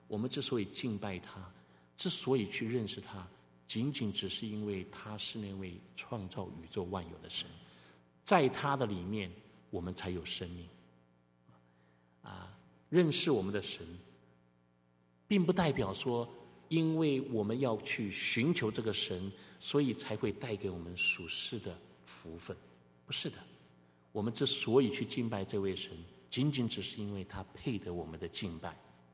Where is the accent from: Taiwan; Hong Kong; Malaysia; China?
Taiwan; moved away; 我是从台湾来的，你们也许不知道，有些人不知道我是从台湾来的。在台湾拜偶像的人特别的多